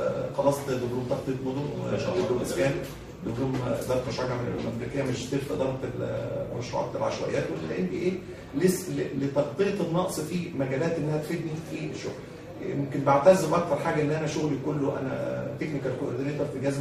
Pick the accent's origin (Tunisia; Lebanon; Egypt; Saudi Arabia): Egypt; انما انا مصري